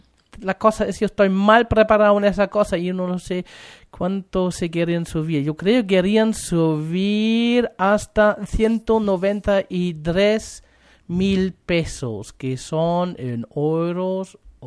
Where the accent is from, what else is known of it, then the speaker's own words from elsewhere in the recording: Germany; Spanish is a second language; also born or lived in Spain; now in Chile; Yo salí de Alemania a España, de España a Chile, y puedo comparar un poquito.